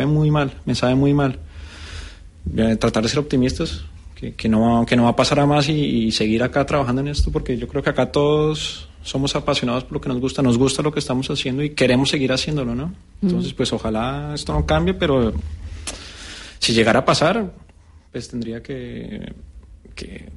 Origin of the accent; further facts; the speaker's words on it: Colombia; moved away as an adult; now in Las Palmas, Spain; Yo soy colombiano, vivo acá ya para 6 años. Y cuando llegué acá yo era feliz de tener la oportunidad que no tuve en Colombia